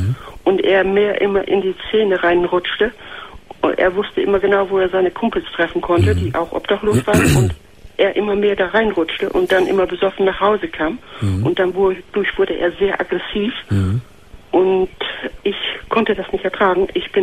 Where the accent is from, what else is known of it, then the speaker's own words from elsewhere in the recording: Lower Saxony, Germany; Und dann bin ich nach Ostfriesland wieder gezogen. Mhm. Ich bin aus Friese.